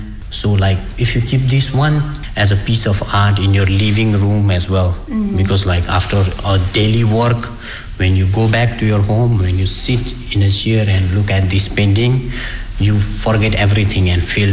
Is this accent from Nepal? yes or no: yes; Nepal; English is a second language; because even in my hometown, there are more temples than houses. So I have grown up in that environment.